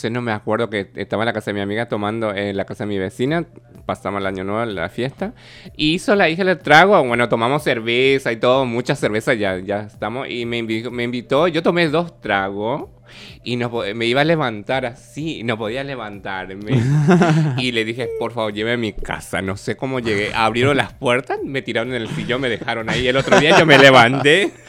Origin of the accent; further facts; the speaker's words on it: Paraguay; moved away; Yo me acuerdo que un día en mi país estábamos lavando ropa con mi sobrina, hacía un calor como acá, como hoy. Estamos hablando, fregando, viste que en Paraguay tienen que lavar con las manos y con cepillo.